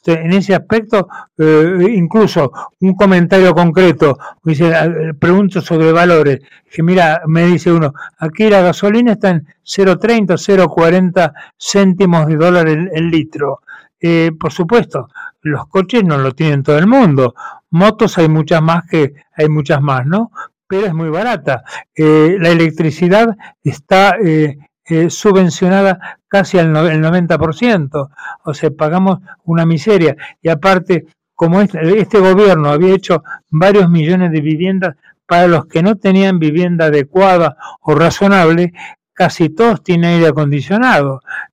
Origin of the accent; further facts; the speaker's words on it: Caracas, Capital District, Venezuela; sigo viviendo en Venezuela, porque mi país donde yo nací, mis montañas, en el caso de Caracas, o mis lagos, o mi gente, o mis familiares que siguen viviendo aquí.